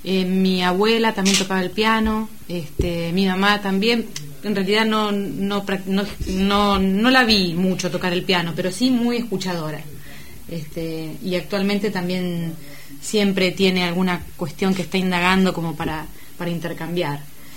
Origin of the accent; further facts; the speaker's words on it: Azul, Buenos Aires Province, Argentina; Yo soy azuleña.